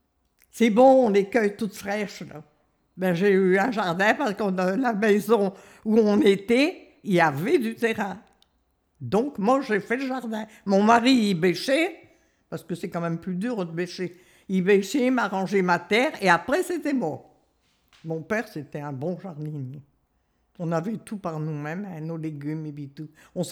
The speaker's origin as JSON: {"language": "French", "town": "Saint-Michel-sur-Ternoise", "region": "Hauts-de-France", "country": "France", "tie": "born there", "said": "27 juillet 1929. Également, je suis née à Saint-Michel-sur-Ternoise. Ça touche à Saint-Paul."}